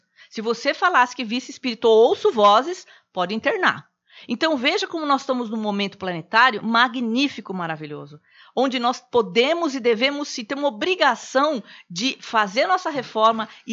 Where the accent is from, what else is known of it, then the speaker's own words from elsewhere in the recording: Brazil; eu sou mulher, eu sou brasileira, eu sou palestrante, eu sou espírita, eu sou evangélica